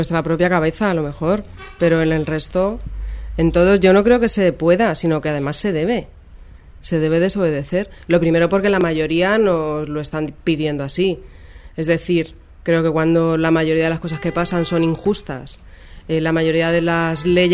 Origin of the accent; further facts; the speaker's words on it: Madrid, Community of Madrid, Spain; yo que soy más mayor que Jesús y soy de Carabanchel de toda la vida